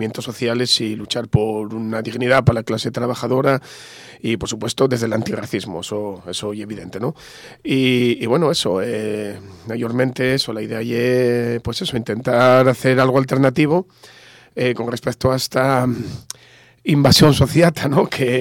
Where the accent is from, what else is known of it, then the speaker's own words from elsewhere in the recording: Langreo, Asturias, Spain; yo personalmente soy de Llangreu, vivo en Sama